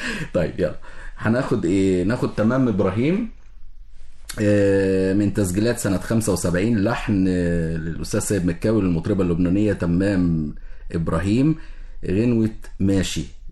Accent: Egypt; وفي أحضاننا كمصريين

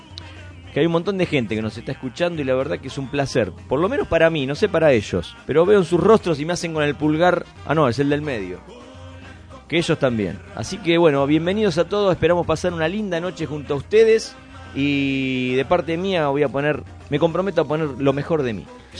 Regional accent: Argentina; somos lo que somos todos los argentinos, unos hipócritas

